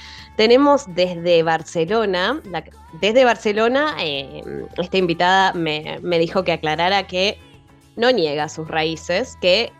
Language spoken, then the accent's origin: Spanish; Lincoln, Buenos Aires Province, Argentina; nuestras invitadas de hoy son, somos de Lincoln